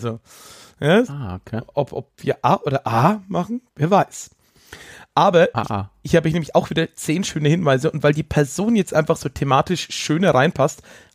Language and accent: German; Rhineland-Palatinate, Germany; auch wenn ich persönlich als Pfälzer ja Blutwurst bevorzuge